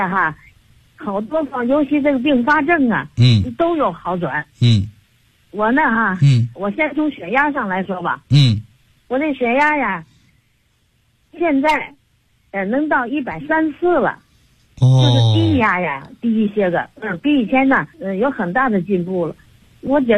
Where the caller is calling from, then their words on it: Tianjin, China; 我是天津的。